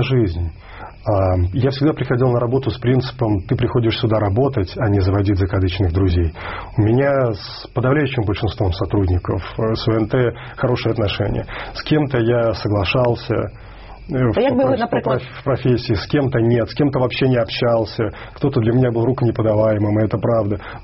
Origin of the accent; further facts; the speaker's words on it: Minsk, Belarus; я родом из Минска, из Беларуси, это моя родина